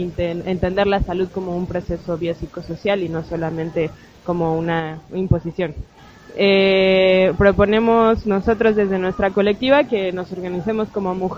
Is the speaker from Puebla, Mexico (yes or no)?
no; Mexico City, Mexico; soy mexicana de la Ciudad de México.